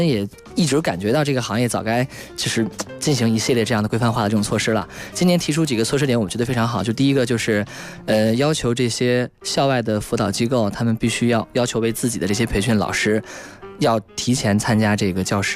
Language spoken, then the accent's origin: Chinese; Haidian, Beijing, China; 从因为我本身啊就是在海淀念的书